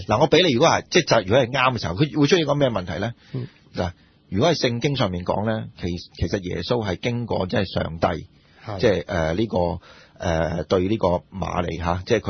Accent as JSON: {"language": "Cantonese", "country": "China", "said": "佢有少少似我哋中國人咁樣"}